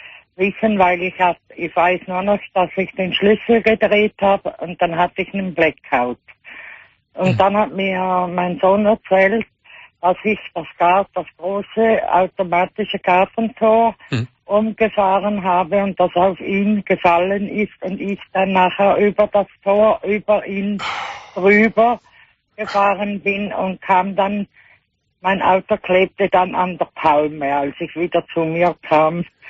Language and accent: German; Switzerland; now in Albatera, Spain; Ja, ich bin eine Schweizerin, die in Spanien lebt.